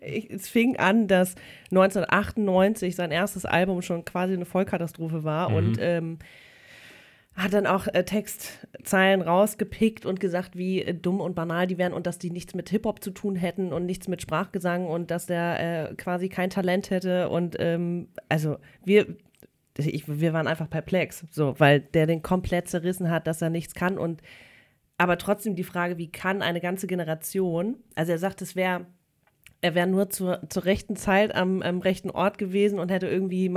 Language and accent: German; Hamburg, Germany; Ich komme aus Hamburg, muss man dazu sagen. Mhm. Und ich bin natürlich mit … all denen aufgewachsen.